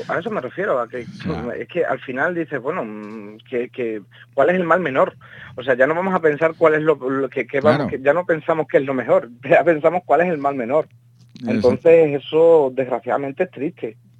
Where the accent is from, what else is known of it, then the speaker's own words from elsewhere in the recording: Fuenlabrada, Community of Madrid, Spain; yo soy de Fuenlabrada, me han confinado